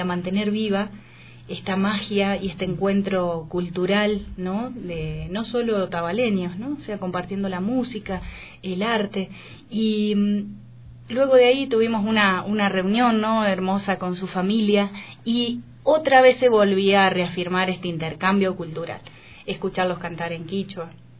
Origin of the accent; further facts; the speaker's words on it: Dudignac, Buenos Aires Province, Argentina; born there; obviamente soy argentina, nacida en un pueblo que se llama Dudignac, en la provincia de Buenos Aires